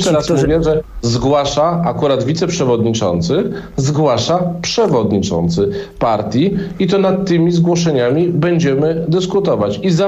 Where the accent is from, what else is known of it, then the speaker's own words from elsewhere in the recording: Warsaw, Masovian Voivodeship, Poland; Ja na Mazowszu, w Warszawie